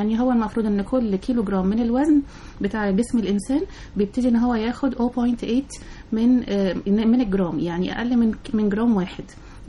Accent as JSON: {"language": "Arabic", "country": "Egypt", "said": "كبار السن الحقيقة طبعا للأسف عندنا في مصر مش بيلاقوا عناية كاملة"}